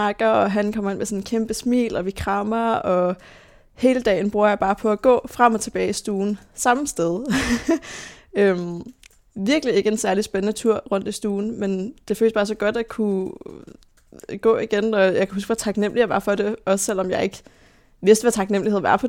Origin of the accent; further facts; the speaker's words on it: Roskilde, Zealand, Denmark; born there; Jeg blev født i 2001 på Halloween.